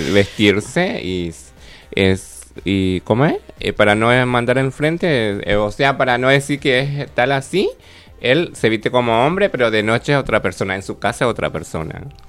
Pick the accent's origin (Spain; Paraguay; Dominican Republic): Paraguay; moved away; Sí, yo vine de Paraguay